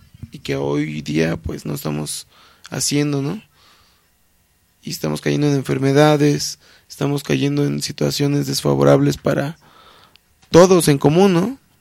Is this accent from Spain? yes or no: no; Mexico; a nosotros como mexicanos o americanos sí nos desprecian en otros lugares.